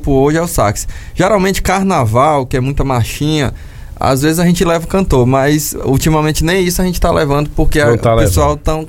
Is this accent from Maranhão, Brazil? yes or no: yes; Maranhão, Brazil; Pra eu e o Bidô, a gente é maranhense.